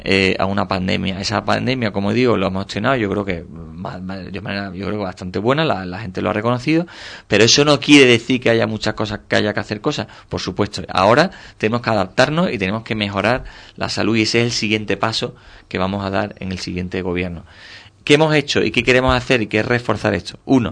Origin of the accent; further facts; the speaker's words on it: Cádiz, Andalusia, Spain; como el que yo vengo de Cádiz, de la ciudad de Cádiz, que su propio entorno físico pues te genera muchas dificultades